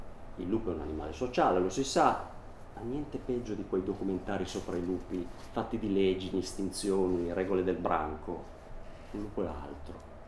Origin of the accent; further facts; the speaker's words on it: Sanremo, Liguria, Italy; A un certo punto io sono di Sanremo e mio nonno, per una storia che non c'entra niente con la poesia